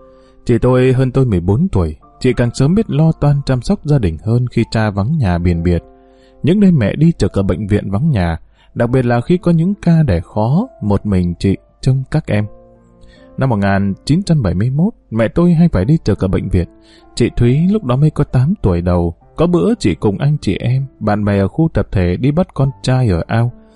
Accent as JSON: {"language": "Vietnamese", "region": "Hà Nam", "country": "Vietnam", "tie": "born or raised there", "said": "Quê gốc của tôi ở Kim Sơn, tỉnh Ninh Bình. Tôi sinh ra lớn lên ở tỉnh Hà Nam, miền chiêm trũng của châu thổ Bắc Bộ."}